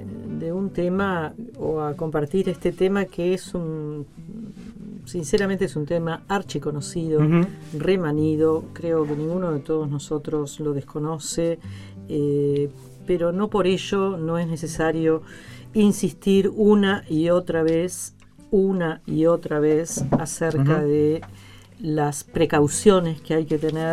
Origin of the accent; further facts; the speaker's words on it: Buenos Aires, Argentina; los argentinos, o al menos los porteños, somos muchísimo más italianos que españoles.